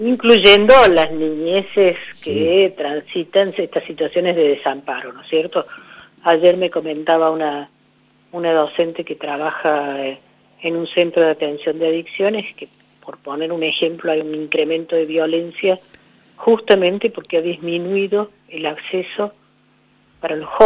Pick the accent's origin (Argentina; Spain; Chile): Argentina; Córdoba; bueno, ustedes, yo soy de Córdoba, pero las sierras, viene una creciente y se lleva un montón de cosas